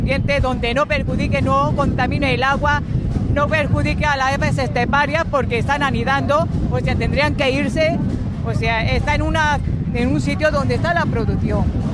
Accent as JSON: {"language": "Spanish", "town": "La Calahorra", "region": "Andalusia", "country": "Spain", "said": "Sí, un pueblo de Granada."}